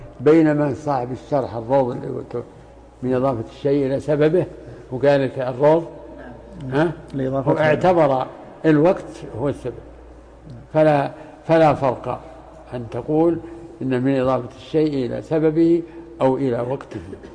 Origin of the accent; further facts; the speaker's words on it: Riyadh, Riyadh Province, Saudi Arabia; الآن زكاة الفطر عندنا في الرياض